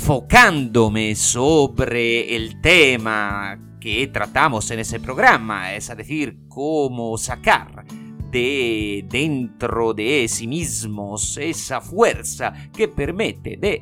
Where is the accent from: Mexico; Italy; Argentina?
Italy; Spanish is a second language; el Italiano